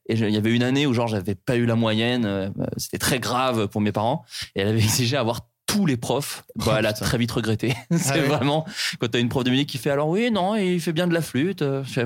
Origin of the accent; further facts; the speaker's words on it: Bourgogne-Franche-Comté, France; Alors moi je viens de Bourgogne aussi